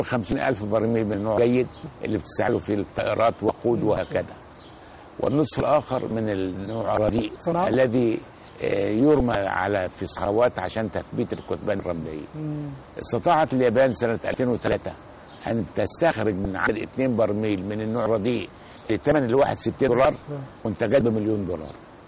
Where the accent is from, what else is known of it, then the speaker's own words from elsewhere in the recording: Egypt; أنني كمصري كنت قد ساهمت ولا زلت أساهم في بعض المشروعات القومية